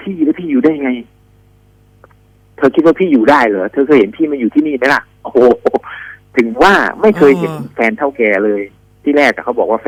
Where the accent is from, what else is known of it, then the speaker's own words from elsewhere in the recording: Aranyaprathet, Sa Kaeo, Thailand; ผมเป็นคนบ้านนอกผมเป็นคนจังหวัดสระแก้วอำเภออรัญญประเทศนี่แหละ